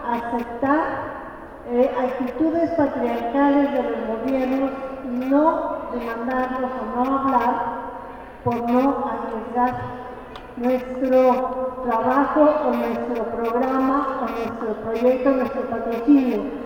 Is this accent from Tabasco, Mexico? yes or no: no; Mexico City, Mexico; del Distrito Federal.